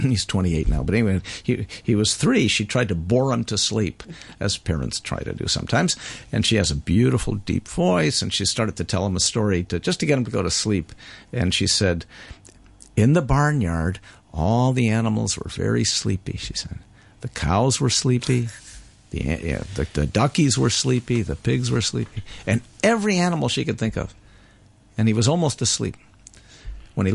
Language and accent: English; United States; now in Canada; I'm a very crossroads person. My mother's Romanian. Her mother's Turkish. My father's Polish. I'm American.